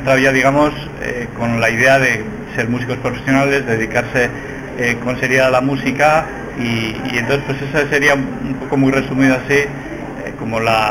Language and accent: Spanish; Eibar, Basque Country, Spain; born there; now in Zarautz, Spain; y nací en Eibar, y ahora vivo en Zarauz.